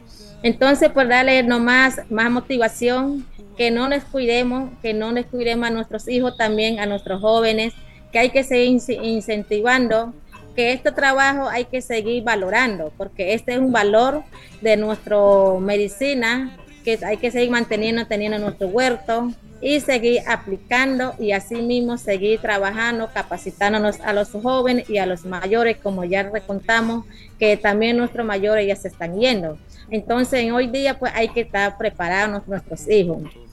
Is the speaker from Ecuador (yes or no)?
yes; Ecuador; aquí como los ecuatorianos, pues todos los que somos de las nacionalidades del pueblo indígena